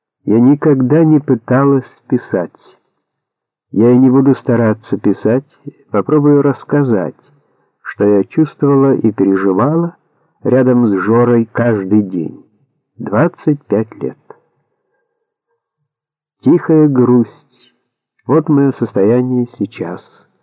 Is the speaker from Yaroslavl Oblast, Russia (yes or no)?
no; Moscow, Russia; also born or lived in Nizhny Novgorod, Russia; Я родилась в Сормове, район города Горького. Сразу из роддома меня перевезли в Москву. Так я и жила в Москве на Рождественском бульваре в коммуналке 9 человек в 9 метрах.